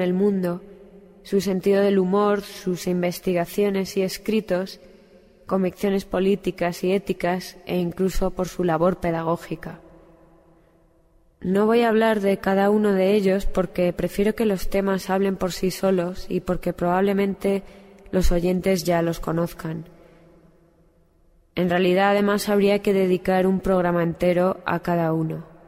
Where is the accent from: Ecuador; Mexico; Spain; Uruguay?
Spain; Madrid, Community of Madrid; moved away as an adult; now in London, United Kingdom; Me imagino que muchos de vosotros estáis escuchando el programa en directo en Madrid, mi ciudad natal. Os mando un saludo desde Londres, que es donde estoy grabando este programa y donde llevo viviendo un año y medio.